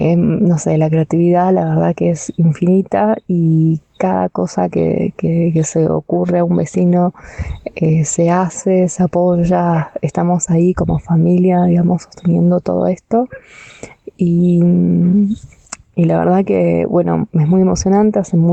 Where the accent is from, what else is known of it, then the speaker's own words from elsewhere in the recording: Uspallata, Mendoza, Argentina; soy de Uspallata, una localidad que queda al oeste de Argentina, en la provincia de Mendoza.